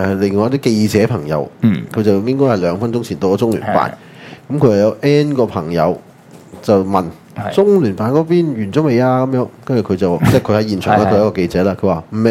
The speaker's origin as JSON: {"language": "Cantonese", "country": "Hong Kong", "said": "小個我已經覺得自己是香港人了、從來沒有中國人這回事的"}